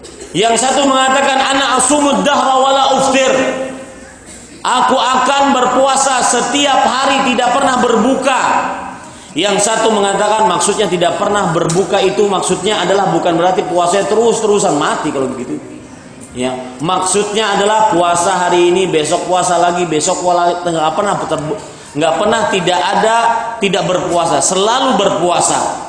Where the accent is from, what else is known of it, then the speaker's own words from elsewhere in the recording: Banjarmasin, South Kalimantan, Indonesia; ini isu dan misi yang saya bawa dari kota saya, dari Banjarmasin untuk Jakarta.